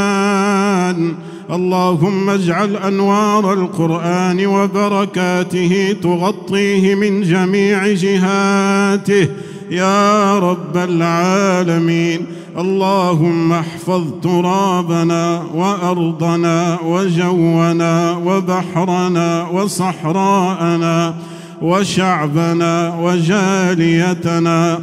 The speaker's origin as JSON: {"language": "Arabic", "country": "Morocco", "said": "اللهم إنا نسألك يا الله أن تحفظ بلدنا المغرب الحبيب من كل بلاء وفتنة"}